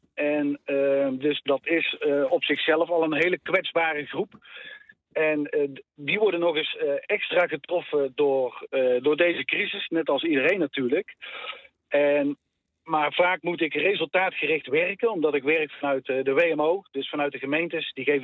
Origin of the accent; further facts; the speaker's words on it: North Brabant, Netherlands; Ik kom zelf uit Brabant.